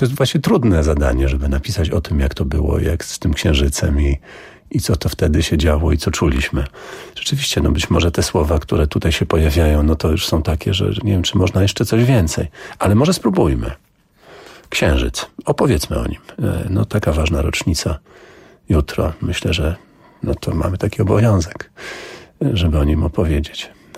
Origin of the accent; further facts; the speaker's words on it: Augustów, Podlaskie Voivodeship, Poland; Czy to jest to jezioro koło Augustowa? No to jest co moje strony rodzinne, tym mile mi to czytać.